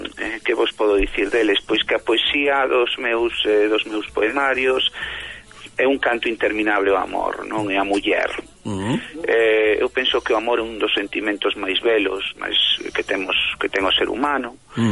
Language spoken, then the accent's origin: Galician; Lugo, Galicia, Spain; born there; Bueno, nacín en Lugo, digo, pero meus pais naceron nunha aldeíña moi pequeniña, moi humilde, de tres casiñas.